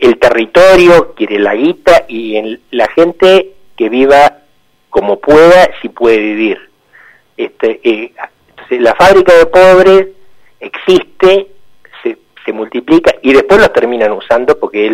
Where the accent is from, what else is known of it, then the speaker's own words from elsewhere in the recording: Zárate, Buenos Aires Province, Argentina; yo soy originario de Zárate